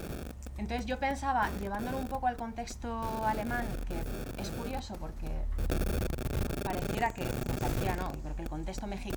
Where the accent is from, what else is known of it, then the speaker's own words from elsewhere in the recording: Madrid, Community of Madrid, Spain; now in Berlin, Germany; tanto en esta ciudad, en mi ciudad de origen también en Madrid